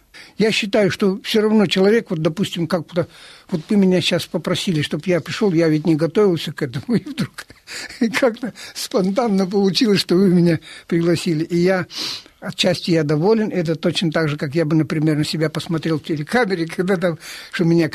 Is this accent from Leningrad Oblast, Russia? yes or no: yes; Tikhvin, Leningrad Oblast, Russia; Я приехал из города Тихвина. Это древний город.